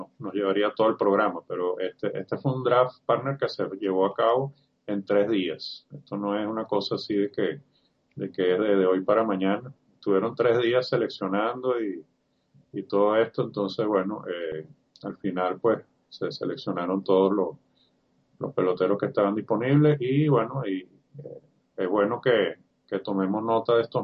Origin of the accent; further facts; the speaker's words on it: Venezuela; uno que siempre uno tiene como venezolano en la punta de la lengua